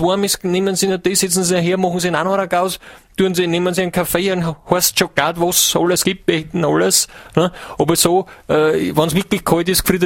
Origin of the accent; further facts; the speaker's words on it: Hiefling, Styria, Austria; Ich komme aus der Steiermark, aus Hiefling. Das ist, wenn es bei Schäffling Richtung Gesäuse einfahren, nach der Hieflau ist Hiefling.